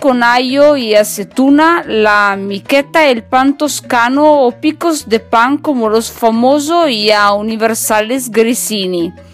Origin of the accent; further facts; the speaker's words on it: northern Italy, Italy; Spanish is a second language; now in Málaga, Spain; soy italiana en el norte de Italia. Y mientras me escucha a mí, soy en Málaga, en España. Como ya saben, me encanta este país y para mí es un poco como estar en casa, en mi segundo hogar.